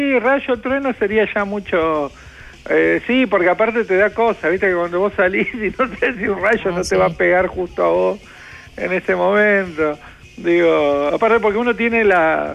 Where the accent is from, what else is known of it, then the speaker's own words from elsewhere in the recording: Villa Lugano, Buenos Aires, Argentina; hoy toca mi pago grande, porque es mi terruño en esas tierras donde me crié, que es el barrio de Villa Lugano. En realidad, yo soy dentro de Villa Lugano.